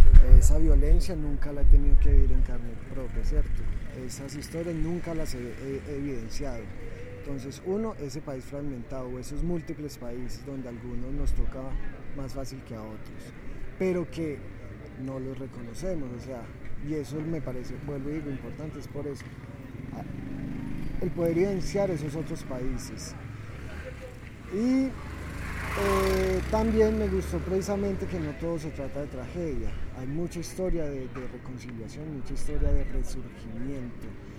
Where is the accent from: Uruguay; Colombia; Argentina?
Colombia; Nosotros somos, como colombianos, una sociedad que tiende a olvidar muy fácilmente